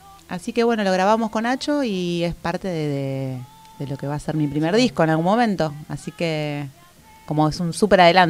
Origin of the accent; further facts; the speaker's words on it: O'Higgins, Buenos Aires, Argentina; Soy oriunda de O'Higgins, de un pueblito cerca de Chacabuco y Junín.